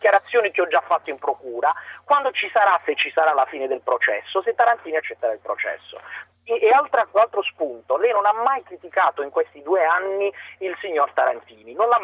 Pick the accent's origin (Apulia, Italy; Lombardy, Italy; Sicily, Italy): Apulia, Italy; Bari; Io conosco molto bene la vicenda, l'ho seguita molto, sono di Bari